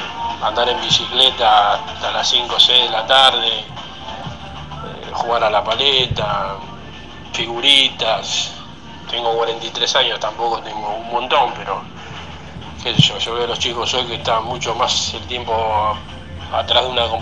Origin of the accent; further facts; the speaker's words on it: Villa Soldati, Buenos Aires, Argentina; soy acá de Villa Soldati.